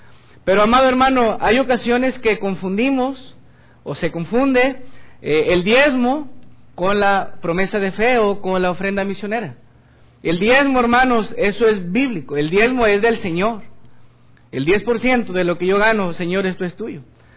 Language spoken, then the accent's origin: Spanish; Guadalupe, Nuevo León, Mexico; Yo siempre digo que soy de Guadalupe. ¿Amén, hermanos? Soy de Guadalupe, no soy de Monterrey.